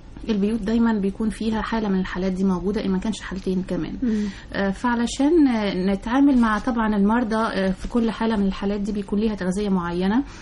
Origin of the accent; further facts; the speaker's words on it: Egypt; كبار السن الحقيقة طبعا للأسف عندنا في مصر مش بيلاقوا عناية كاملة